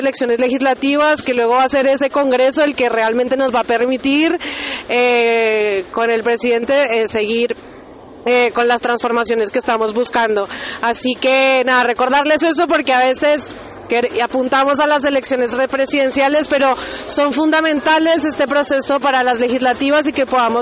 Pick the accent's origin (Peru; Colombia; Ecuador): Colombia; now in Argentina; Soy una migrante colombiana, resido en Argentina hace 11 años